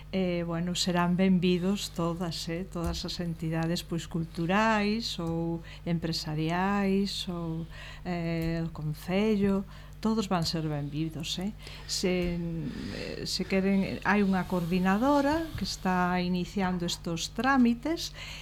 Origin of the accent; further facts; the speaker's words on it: Melide, Galicia, Spain; é lógico os que somos de Melide que iramos a Melide